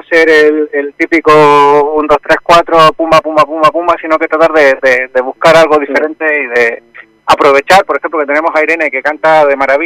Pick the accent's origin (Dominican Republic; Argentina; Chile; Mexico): Chile; De Chile.